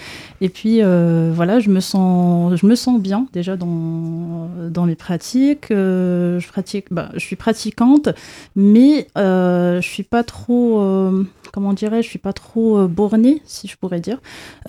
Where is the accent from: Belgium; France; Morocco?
Morocco; j'ai grandi en fait au Maroc. Le Maroc, c'est un pays musulman. Donc j'ai grandi plutôt dans une famille musulmane